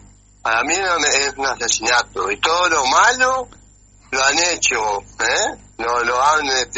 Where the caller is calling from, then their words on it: Lavalleja, Uruguay; de La Valleja.